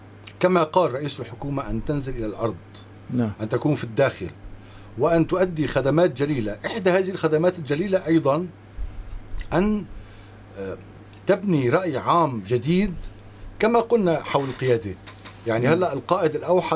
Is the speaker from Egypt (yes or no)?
no; Syria; نحن كسوريين ينبغي أن يكون هناك هيئات مختلفة تمثلنا